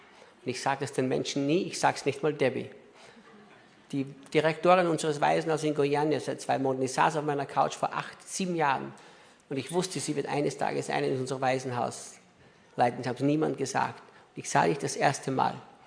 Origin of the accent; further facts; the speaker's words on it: Austria; now in Brazil; Ich bin ja Brasilianer, nicht Österreicher mehr.